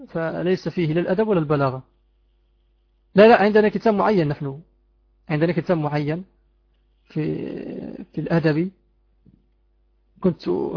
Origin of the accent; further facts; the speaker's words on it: Morocco; نسيت كتاب يدرس عندنا في المغرب في السنة الأولى ثانوي أو الثانية ثانوي